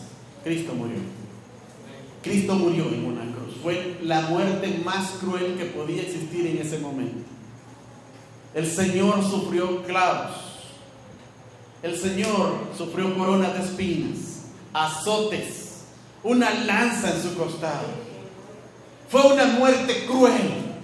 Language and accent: Spanish; El Salvador; así como vicentinos, salvadoreños como ustedes y nosotros